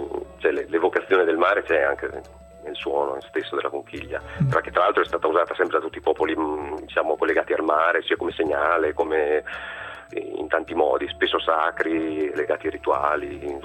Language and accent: Italian; Rimini, Emilia-Romagna, Italy; io sono di Rimini, sono qui in Romagna.